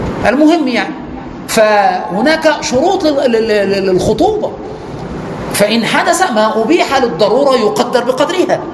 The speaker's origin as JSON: {"language": "Arabic", "country": "Egypt", "said": "يعني عندنا في مصر يعقدوا خلاص، خد سمة الزواج"}